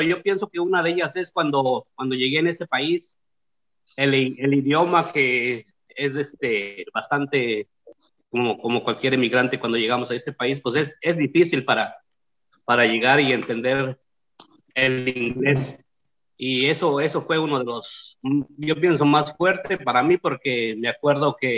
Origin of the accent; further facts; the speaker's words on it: Oaxaca, Mexico; first language Zapotec; Spanish is a second language; moved away as an adult; now in United States; soy del estado de Oaxaca y tengo ya como 30 y tantos años de vida acá en Estados Unidos. Soy oaxaqueño, hablo zapoteco, un poquito de inglés y un poquito de español.